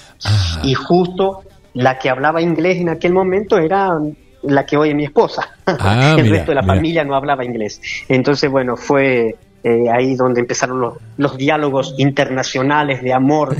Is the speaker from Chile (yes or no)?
yes; Chile; born there; Nací en Chile, ya de pequeño.